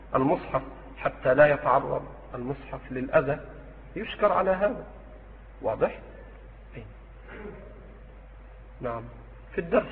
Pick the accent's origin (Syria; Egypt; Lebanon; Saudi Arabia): Egypt; في مثل بلدنا مصر